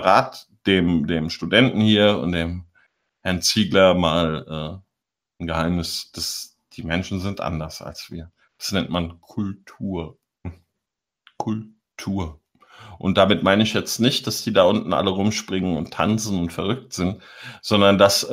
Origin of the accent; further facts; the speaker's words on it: Biedenkopf, Hesse, Germany; Und ich komme aus Biedenkopf in Hessen.